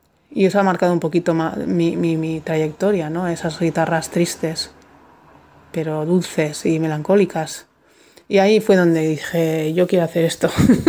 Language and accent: Spanish; Vitoria-Gasteiz, Basque Country, Spain; now in Bilbao, Spain; Ya me fui de Gasteiz, que es mi ciudad de origen, y conocí a Gong, el bajista de … de mi primer grupo, y me vine a Bilbo a vivir.